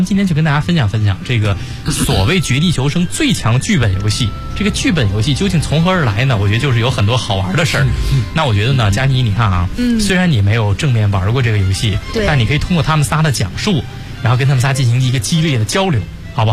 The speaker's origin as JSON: {"language": "Chinese", "region": "Beijing", "country": "China", "said": "我也是北京的。"}